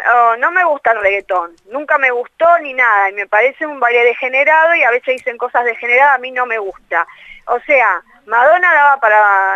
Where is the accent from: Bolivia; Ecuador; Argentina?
Argentina; O sea, si yo soy argentina, soy nacionalista aparte, entonces necesito hacer temas en castellano